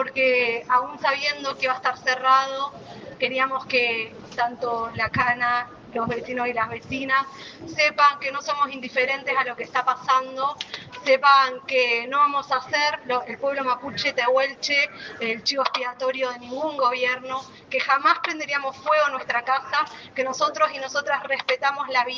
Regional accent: Neuquén, Argentina; now in Buenos Aires, Argentina; Soy de la ciudad de Neuquén, nacida y criada en Neuquén, vivo ahora en Almagro.

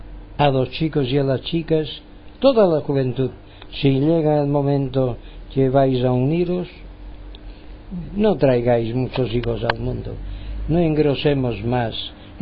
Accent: Palma de Mallorca, Balearic Islands, Spain; Un saludo de mi parte desde Palma de Mallorca y las Baleares. España, quieren que seamos españoles, bueno, pues somos españoles. Bueno, yo no me siento tan español como dicen ellos, me siento más universal

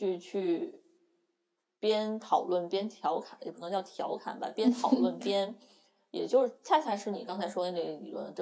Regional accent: Tianjin, China; 我作为一个不是北京人，然后我家是天津的，然后我曾经在北京工作过的一个人，

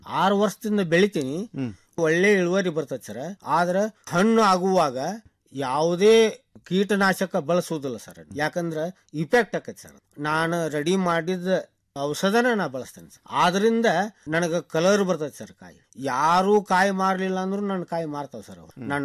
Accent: Aralikatti, Karnataka, India; ನಾನು ಹುಬ್ಳಿ ತಾಲೂಕು ಅರಳಿಕಟ್ಟಿಯಿಂದ ಬಂದಿದ್ದೇನೆ.

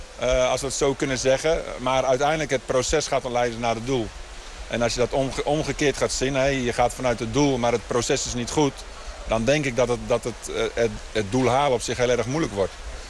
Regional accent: Netherlands; Ik denk nog steeds dat wij als Nederlanders

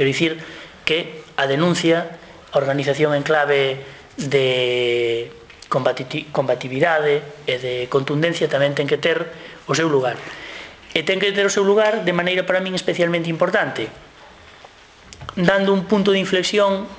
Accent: Galicia, Spain; Que vos somos os galegos, de que maneira nos terían que atender por cima de vascos e cataláns

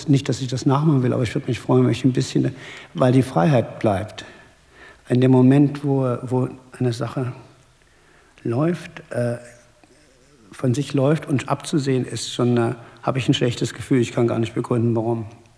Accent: Thuringia, Germany; also born or lived in United States; Ich bin in Thüringen aufgewachsen und habe zwar Abitur gemacht in der Rhön, aber Internat, Schloss Bieberstein und danach sofort praktisch nach Harvard.

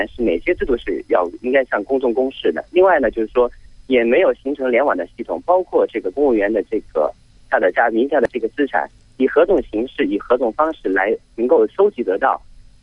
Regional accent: Shenzhen, Guangdong, China; 我来自深圳。

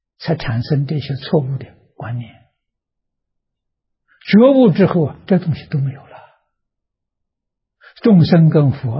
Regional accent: Tangchi, Anhui, China; 在我的家乡安徽省庐江县汤池小镇，我在做实验

